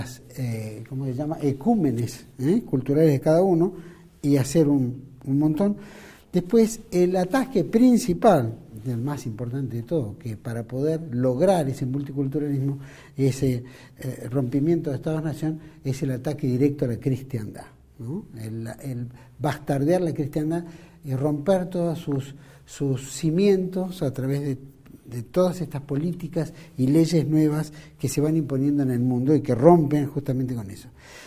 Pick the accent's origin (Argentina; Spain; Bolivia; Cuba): Argentina; Nosotros como argentinos, muchos compartían, muchos no